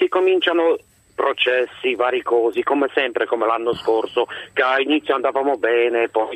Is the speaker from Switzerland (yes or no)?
no; Poland; Io sono polacco